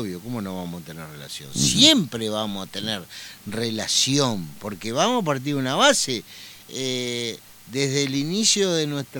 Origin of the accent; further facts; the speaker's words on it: Concordia, Entre Ríos, Argentina; soy de Concordia, intendente de la segunda ciudad más importante de la provincia de Entre Ríos.